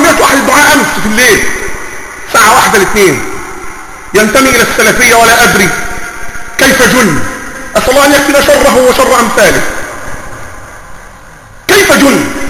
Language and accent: Arabic; Egypt; ولا أقول لك لأنك مصري وإني مصري الحق